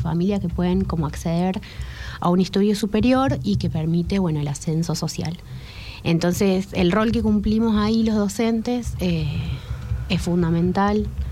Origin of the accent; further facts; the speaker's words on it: Maipú, Mendoza, Argentina; yo vengo de Mendoza, nací en Maipú, ahí en la Ruta del Buen Vino.